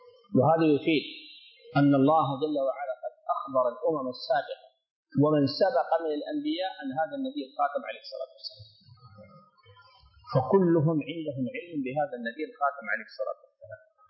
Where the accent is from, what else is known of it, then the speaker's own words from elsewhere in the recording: Sudan; هنا في عندنا في السودان